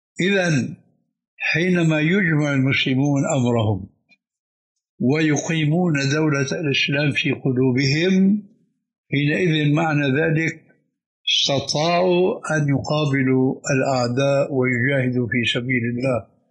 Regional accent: Syria; كما يقولون عندنا في الشام بدها زكتاف

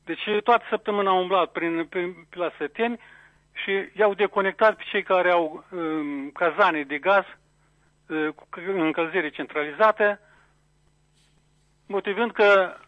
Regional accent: Tușeni, Moldova; sunt din Tușeni

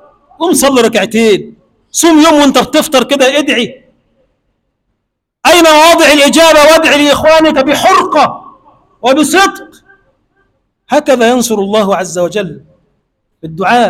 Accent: Egypt; اللهم اجعل بلدنا مصر بلدا آمنا مطمئنا

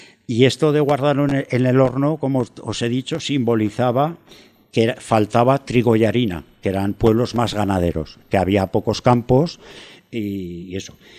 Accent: Sabiñánigo, Aragon, Spain; cerca de Sabiñánigo, mi pueblo, donde nací yo

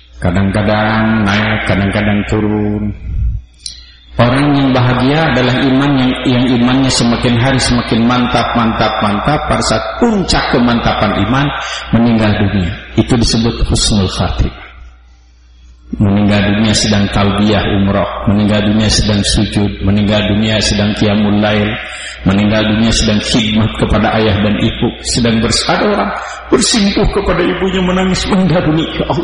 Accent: West Java, Indonesia; born there; Karena kebetulan saya lahir di Jawa Barat, bukan di Eropa Barat.

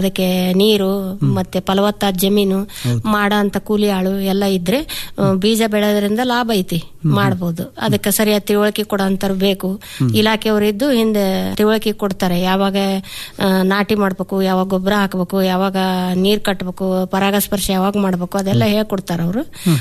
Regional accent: Itagi, Karnataka, India; ರಾಣೇಬೆನ್ನೂರು ತಾಲೂಕು ಇಟಗಿ, ಹಾವೇರಿ ಜಿಲ್ಲಾ

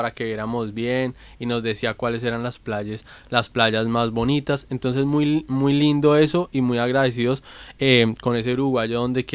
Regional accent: Colombia; y eso es algo que también nos hemos dado cuenta como colombianos.

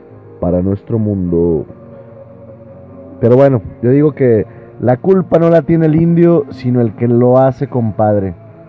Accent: Nuevo León, Mexico; porque somos mexicanos, porque somos neoleoneses, y porque tenemos familia en Estados Unidos

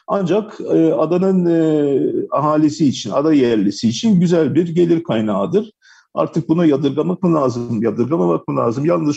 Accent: Burgazada, Istanbul, Turkey; O bakımdan da yani biz Burgazlılar olarak memnunuz aslında.

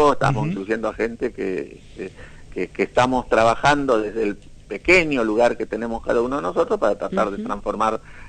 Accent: Argentina; entonces que somos los argentinos.

